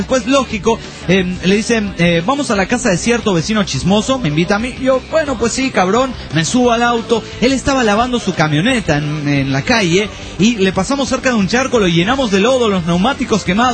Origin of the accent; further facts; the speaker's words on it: Mexico City, Mexico; porque también soy del DF.